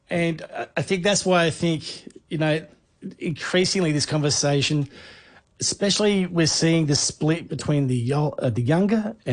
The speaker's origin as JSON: {"language": "English", "town": "Melbourne", "region": "Victoria", "country": "Australia", "tie": "born or raised there", "said": "a woman called Sally Dasty from West Heidelberg, tough little suburb down here where I grew up in Melbourne."}